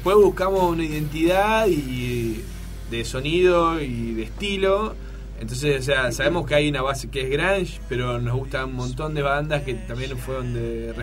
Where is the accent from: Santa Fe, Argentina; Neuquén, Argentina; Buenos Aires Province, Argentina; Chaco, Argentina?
Buenos Aires Province, Argentina; Temperley; Sí, yo soy de Temperley